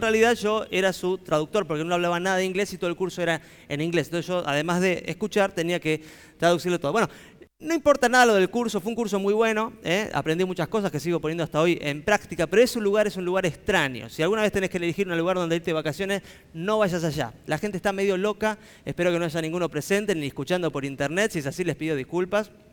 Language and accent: Spanish; Buenos Aires, Argentina; yo que nací en Buenos Aires, viví en Buenos Aires, sigo en Buenos Aires